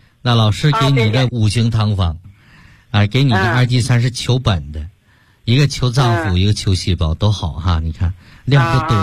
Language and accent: Chinese; Beijing, China; 纠正这个根儿我们北京人不是说病根儿吗？